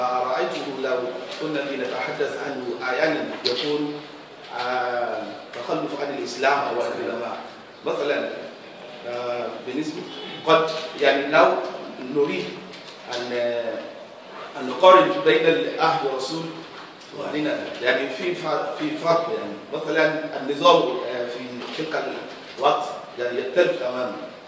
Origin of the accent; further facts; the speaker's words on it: Nigeria; Arabic is a second language; فمثلا عندنا في نيجيريا الان اتصلوا في هذه القضيه